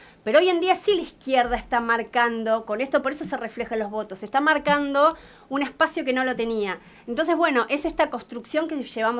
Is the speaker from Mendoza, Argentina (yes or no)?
no; Mar del Plata, Buenos Aires Province, Argentina; Bueno, sí, yo soy marplatense. Me vine hace 8 años por elección. Elegí vivir acá en la provincia.